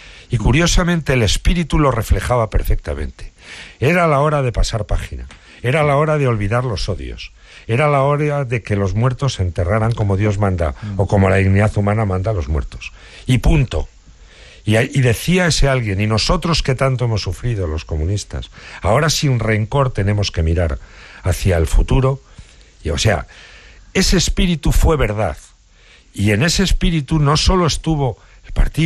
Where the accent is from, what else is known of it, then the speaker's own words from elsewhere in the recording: Guadalajara, Castilla-La Mancha, Spain; Yo soy de Guadalajara. El libro tiene, por tanto, muchas connotaciones de mi juventud allí.